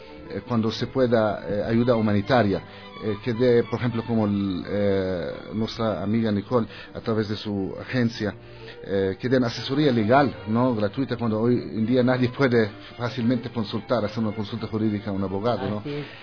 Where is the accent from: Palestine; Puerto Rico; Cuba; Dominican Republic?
Palestine; Spanish is a second language; also born or lived in Germany; now in Ecuador; En Alemania, cuando me preguntaban, ¿de dónde eres? Yo contestaba, de Palestina.